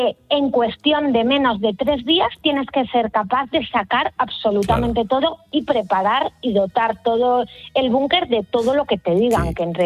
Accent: Spain; now in Switzerland; nosotros como españoles seguimos mucho toda la actualidad de España y la de Suiza

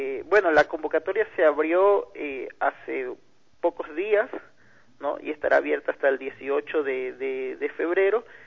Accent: Guayaquil, Guayas, Ecuador; also born or lived in Quito; now in Loja, Ecuador; Yo estoy viviendo en la ciudad hace casi un año, soy originario de Guayaquil, pero toda mi carrera artística la he desarrollado casi en Quito

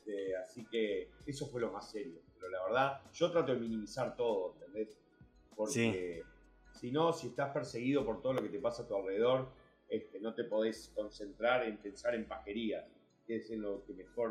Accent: Uruguay; also born or lived in United States; Soy americano, criado en Uruguay.

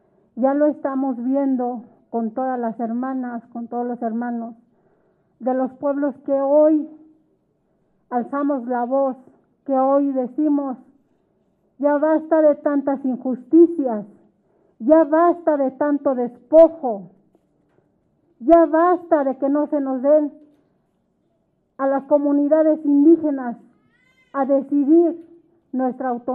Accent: Santiago Mexquititlán, Querétaro, Mexico; now in Mexico City, Mexico; Nosotras y nosotros hoy en día somos de Santiago Mezquititlán, residente en la Ciudad de México

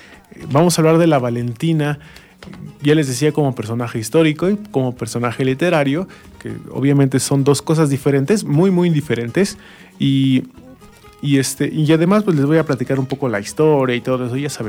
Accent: Mexico; lo que hacemos como mexicanos es celebrarlo con una fiesta, más en septiembre, adornamos, hacemos desfiles, etcétera, ¿no? Y nos sentimos bien mexicanotes

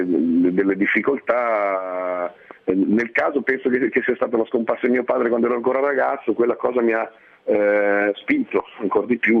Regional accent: Milan, Lombardy, Italy; born there; Io sono nato a Milano alla metà degli anni 60, perciò però in una famiglia sottoproletaria

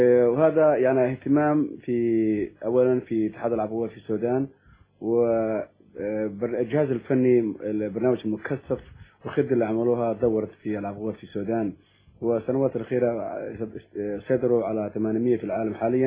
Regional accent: Somalia; also born or lived in United States; now in United Kingdom; انا كنت اولا عشت في امريكا 20 سنة. انا اصلي صومالي مجنس بريطاني ودرست في امريكا

